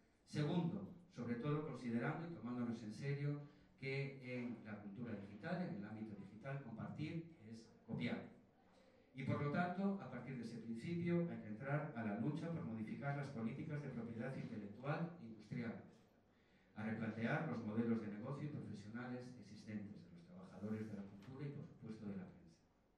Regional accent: Viveiro, Galicia, Spain; born there; Viveiro, el pueblo donde yo nací, allí hicieron una clínica privada

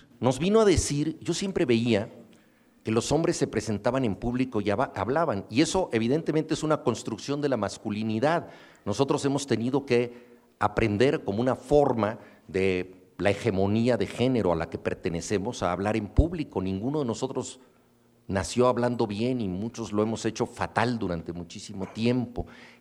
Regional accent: Mexico; como buenos mexicanos, nosotros sabíamos que queríamos darle un rango épico a la impuntualidad

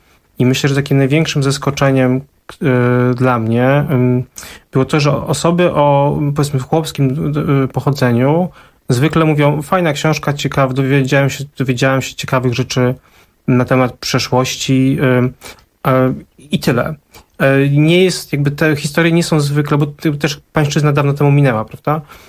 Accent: Bydgoszcz, Kuyavian-Pomeranian Voivodeship, Poland; wychowałem się w tej robotniczej rodzinie powileńskiej w Bydgoszczy

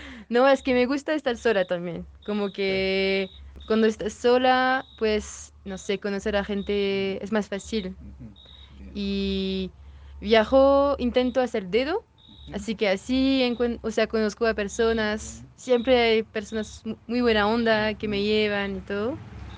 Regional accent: France; Spanish is a second language; Soy francesa, pero he vivido un rato en Valparaíso, 9 meses.

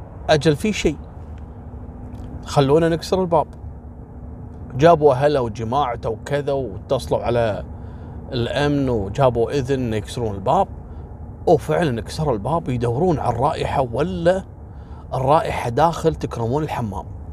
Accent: Kuwait; ذاك اليوم عندنا في الكويت

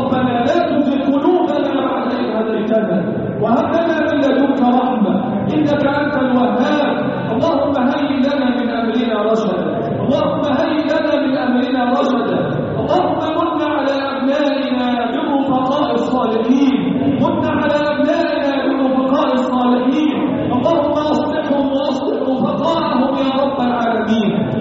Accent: Egypt; اللهم احفظ بلدنا مصر وسائر بلاد

